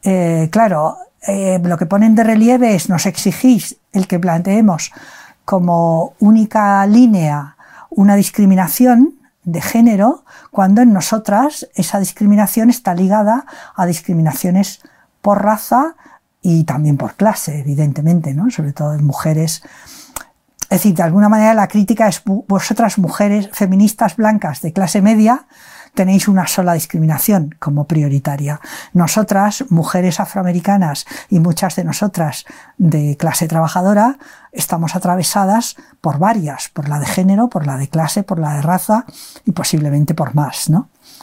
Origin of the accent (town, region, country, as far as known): Barcelona, Catalonia, Spain; born there; moved away as an adult; now in Madrid, Spain